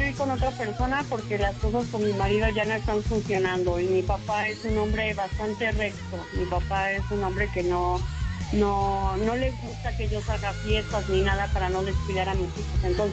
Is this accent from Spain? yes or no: no; Iztapalapa, Mexico City, Mexico; now in Cuautla, Mexico; No, yo soy del Distrito Federal de Iztapalapa, bien orgulloso.